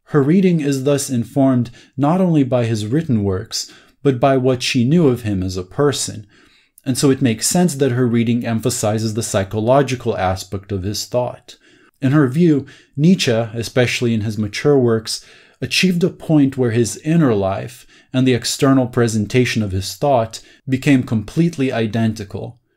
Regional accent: Lithuania; Being Lithuanian myself, I wanted to learn more about the history of the socialist left in my home country

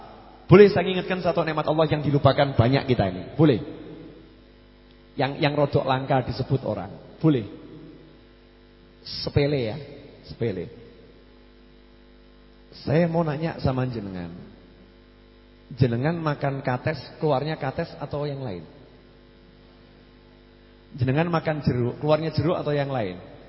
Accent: Surakarta, Central Java, Indonesia; accent: Solo; Saya ini orang Solo ya, lidahnya ya lidah Solo. Kalau ngomong Inggris ya salah-salah.

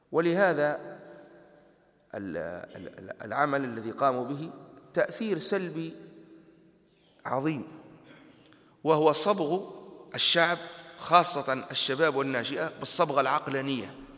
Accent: Tunisia; في برامج التعليم عندنا في تونس كانت المادة التي ندرسها هي مادة التربية

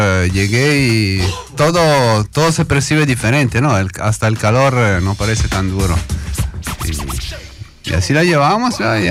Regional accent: Italy; Spanish is a second language; Yo vengo de la bella Italia. De la bella Italia. Italia del norte, noroeste de Italia, en la frontera con Francia.

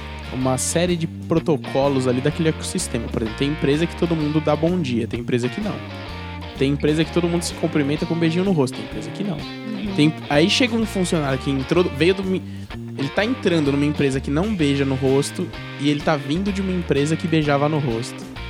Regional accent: São Paulo, Brazil; born there; also born or lived in Goiás / Salvador; eu nasci em São Paulo, morei muitos anos em Goiás. E nesses dois lugares que eu morei, é um beijinho só. Aí eu fui pra Salvador

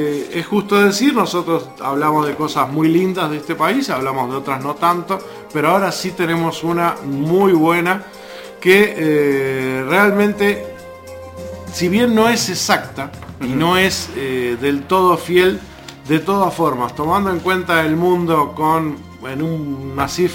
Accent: Uruguay; Nosotros, como uruguayos, sabemos que estamos en el 1.

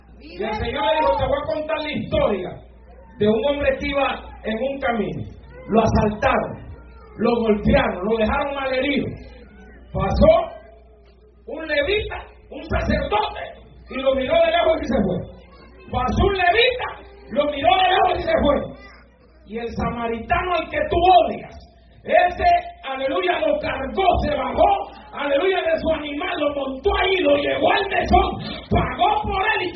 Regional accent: Honduras; Lempira es un héroe nacional en mi país.

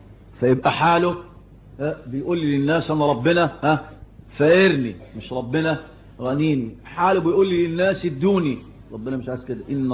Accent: Shubra, Cairo Governorate, Egypt; فكنا نشوف المولد ده زمان يعملوه عندنا في حته اسمها ميني السيرج

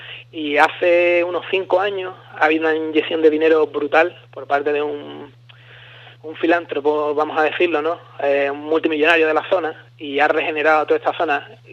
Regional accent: Spain; estoy yo, que soy español

